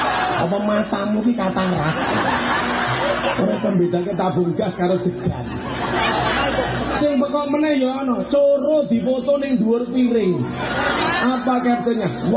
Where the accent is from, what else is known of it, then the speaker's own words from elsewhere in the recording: Blitar, East Java, Indonesia; Saya dari Blitar, saya terbang ke Jakarta, pulang Surabaya.